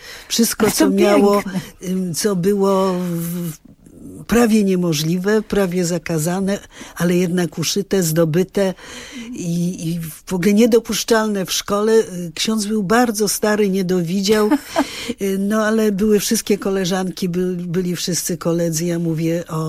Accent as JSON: {"language": "Polish", "town": "Milanówek", "region": "Masovian Voivodeship", "country": "Poland", "tie": "born or raised there", "said": "Ja wychowałam się w Milanówku, bo tylko w Milanówku ocalał dom letni, zresztą duży, z wieżą."}